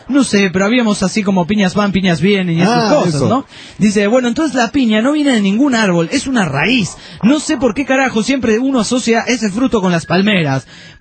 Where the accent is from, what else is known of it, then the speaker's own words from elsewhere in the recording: Pergamino, Buenos Aires Province, Argentina; de Pergamino, Argentina.